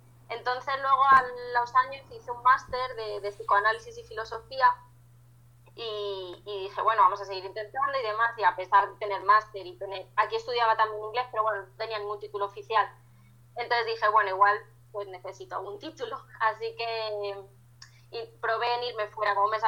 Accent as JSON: {"language": "Spanish", "country": "Spain", "said": "de España, pues los españoles somos sangría, oles, sevillanas"}